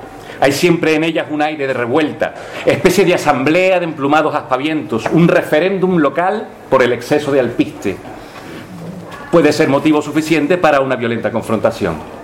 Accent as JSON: {"language": "Spanish", "country": "Spain", "said": "aun siendo españoles"}